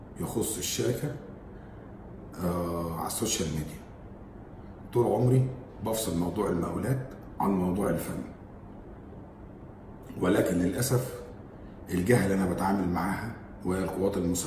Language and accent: Arabic; Egypt; لكن في الاول وفي الاخر انا مواطن مصري، من حقي ان انا اقول رايي.